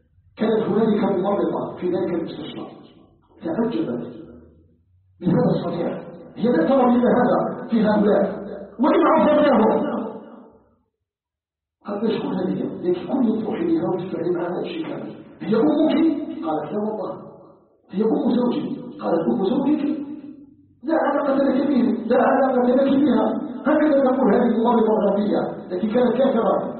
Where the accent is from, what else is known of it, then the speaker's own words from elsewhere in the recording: Algeria; أن يجعل بلدنا الجزائر بلداً آمناً مطمئناً